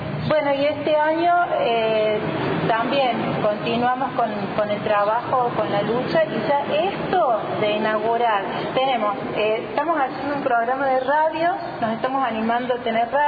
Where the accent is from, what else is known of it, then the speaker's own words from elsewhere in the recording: Córdoba, Argentina; yo no soy de acá, yo soy de Córdoba